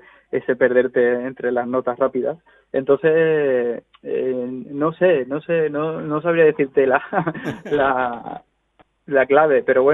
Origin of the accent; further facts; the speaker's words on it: Córdoba, Andalusia, Spain; born there; now in Madrid, Spain; Sí, yo soy cordobés de nacimiento, pero llevo en Madrid viviendo bastante tiempo.